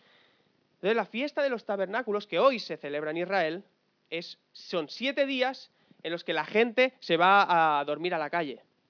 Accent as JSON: {"language": "Spanish", "town": "Alcorcón", "region": "Community of Madrid", "country": "Spain", "said": "nosotros somos de Alcorcón, ¿me entiendes?"}